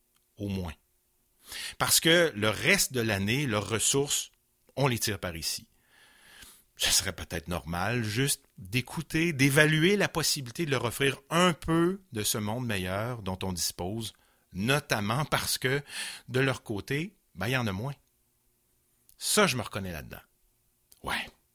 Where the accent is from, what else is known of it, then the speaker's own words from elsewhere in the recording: Quebec City, Quebec, Canada; J'ai grandi à Val-Bélair, puis à Sainte-Thérèse-de-Lisieux, donc paroisse à Beauport. Et à l'époque, ça ne faisait pas de moi un gars de Québec, mais avec les fusions, finalement, on comprend que j'ai finalement réellement passé presque toute ma vie sur 44 ans à Québec.